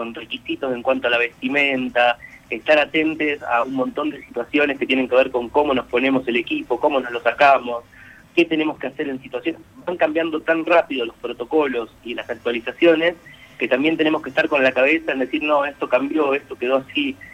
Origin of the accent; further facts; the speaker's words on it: Argentina; la que más nos debería enorgullecer como argentinos y argentinas, es nuestro sistema público